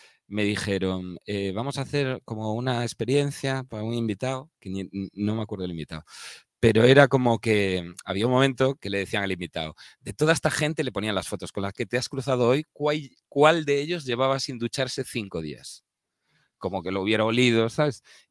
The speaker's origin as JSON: {"language": "Spanish", "region": "Galicia", "country": "Spain", "said": "No, soy gallego. Cuando llueve es una putada y llueve todo el rato, no."}